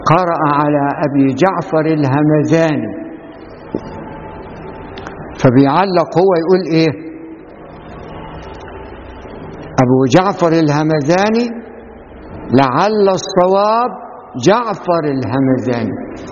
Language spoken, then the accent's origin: Arabic; Faiyum Governorate, Egypt; لما جيت أنا أخش بعد ما حفظت القرآن لظهر ما لقيتش في محافظة الفيوم كلها معهد أزهري